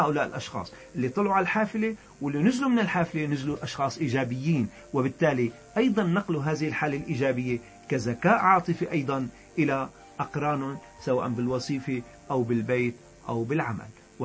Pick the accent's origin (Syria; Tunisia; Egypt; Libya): Syria; يعني بلهجتنا نحن السوريين.